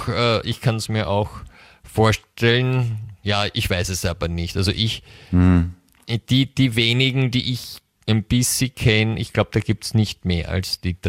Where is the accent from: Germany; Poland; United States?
United States; German is a second language; wenn zwei Amerikaner gemeinsam eine österreichische Live-Sendung machen